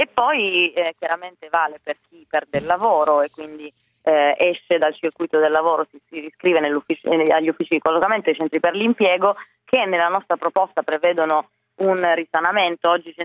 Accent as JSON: {"language": "Italian", "region": "Piedmont", "country": "Italy", "said": "Tra l'altro io vengo da una regione come quella piemontese, del Piemonte, io sono piemontese"}